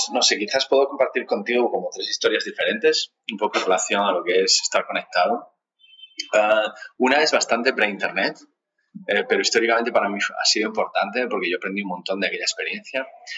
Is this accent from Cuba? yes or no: no; Spain; now in Netherlands; Yo vivo en Holanda, aunque originalmente soy español.